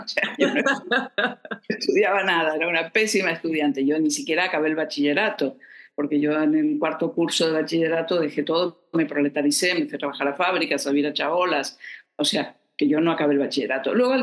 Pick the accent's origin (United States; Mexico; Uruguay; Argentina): Argentina; born there; nací en Argentina, hija de padres argentinos, pero nieta de cuatro abuelos, tres eran españoles, o sea que mi raíz es española